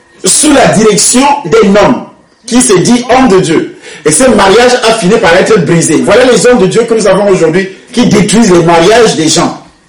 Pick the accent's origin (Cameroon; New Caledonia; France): Cameroon; je parle du Cameroun puisque je suis camerounais